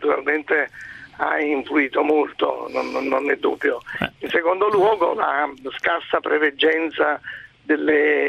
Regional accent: Naples, Campania, Italy; Per esempio Napoli, io sono napoletano

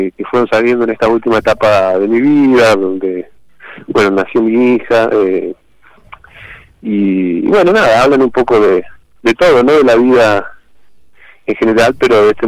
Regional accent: Córdoba, Argentina; also born or lived in Buenos Aires; Yo vivo en Córdoba, yo nací en Buenos Aires en particular, pero vivo en Córdoba desde los 7 años y un poco me crié acá.

